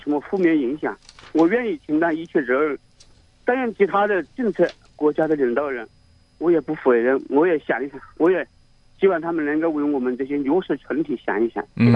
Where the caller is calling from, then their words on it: Hunan, China; 我是湖南的。